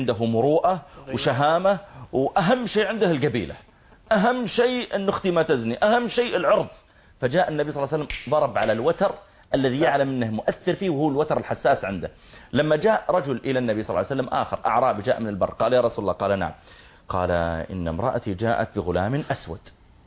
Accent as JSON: {"language": "Arabic", "country": "Saudi Arabia", "said": "أنت من وين جئت؟ قلت أنا من from Saudi Arabia."}